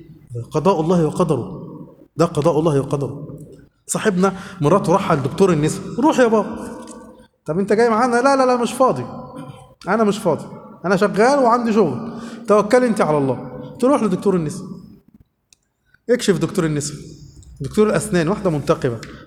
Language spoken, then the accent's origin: Arabic; Egypt; احنا عايزين يبقى عندنا في مصر كده